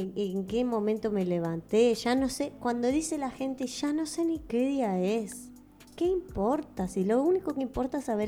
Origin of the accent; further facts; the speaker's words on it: Uruguay; now in Paraguay; yo, que casi que soy paraguaya, porque me alejé tanto de Uruguay que casi que soy paraguaya